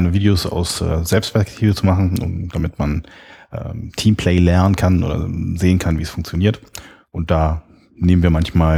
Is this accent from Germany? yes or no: yes; Berlin, Germany; Ich bin Ur-Berliner, waschechter Berliner, sagt man, in der dritten Generation.